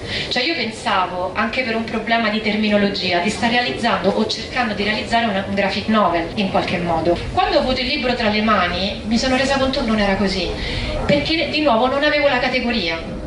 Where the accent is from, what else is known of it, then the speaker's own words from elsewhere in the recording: Rome, Lazio, Italy; Io che sono di Roma